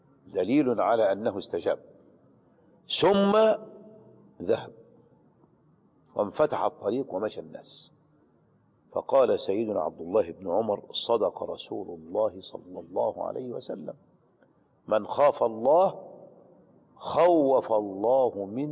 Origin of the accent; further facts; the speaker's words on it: Aghour, Qalyubia, Egypt; ونحن في الجامع الكبير هناك في أجهور بلدتنا.